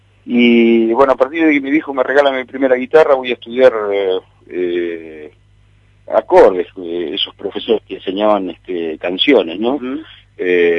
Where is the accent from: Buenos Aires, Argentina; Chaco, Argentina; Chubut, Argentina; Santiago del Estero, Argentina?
Chubut, Argentina; Puerto Madryn; born there; Soy nacido en Madryn